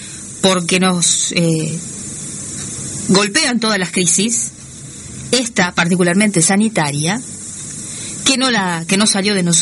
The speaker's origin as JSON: {"language": "Spanish", "country": "Uruguay", "said": "porque nosotros, como buenos uruguayos, somos ombliguistas"}